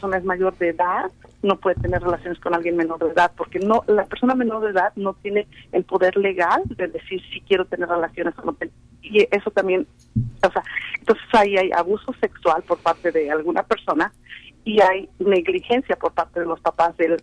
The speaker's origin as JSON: {"language": "Spanish", "country": "Mexico", "said": "te voy a mandar a México, por decir así, que yo soy de México, ¿no?"}